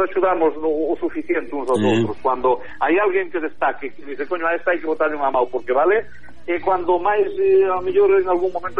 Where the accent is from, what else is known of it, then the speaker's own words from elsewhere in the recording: Galicia, Spain; O carácter noso galego, eu son moi galeguista, son moi galego, pero somos un pueblo difícil de comprender e difícil de gobernar.